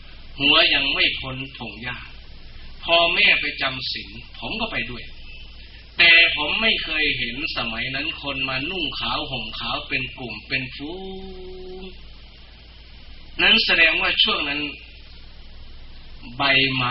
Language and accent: Thai; Sakon Nakhon, Thailand; moved away; ผมเองเป็นผลิตผลแห่งวัฒนธรรมพื้นบ้านที่นี่เป็นชาวสกลนครโดยกำเนิดแต่ผมอยู่บ้านนอก